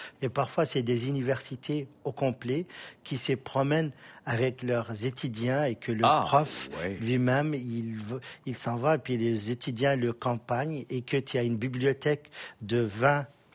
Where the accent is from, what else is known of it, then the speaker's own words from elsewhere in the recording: Mauritania; De Mauritanie.